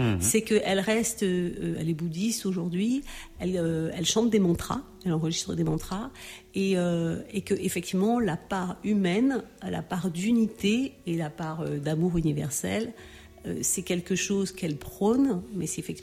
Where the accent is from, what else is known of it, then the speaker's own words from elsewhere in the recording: Cameroon; born there; vu que je suis née au Cameroun